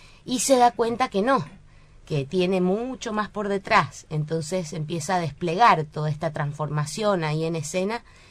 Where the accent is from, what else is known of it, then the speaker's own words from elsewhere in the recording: Mendoza, Argentina; Yo soy mendocina.